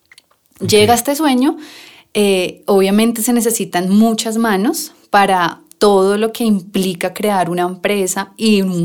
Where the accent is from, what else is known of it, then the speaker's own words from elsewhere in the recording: Bogotá, Colombia; Nosotros siempre hemos crecimos en Suba, digamos que ese fue nuestro contexto de crecimiento de la infancia